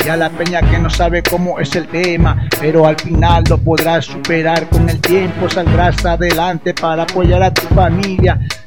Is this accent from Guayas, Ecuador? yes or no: yes; Guayaquil, Guayas, Ecuador; soy de Guayaquil, Ecuador, de Pertusa